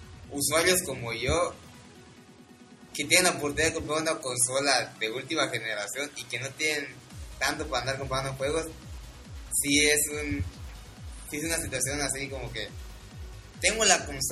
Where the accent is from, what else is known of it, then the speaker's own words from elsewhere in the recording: Mexico; No, soy el único mexicano, muchos somos así.